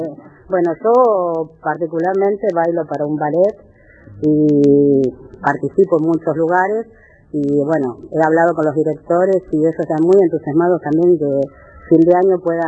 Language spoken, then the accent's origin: Spanish; Argentina; Y tenemos que mostrarle al mundo la manera de, como patria, como persona, como argentino.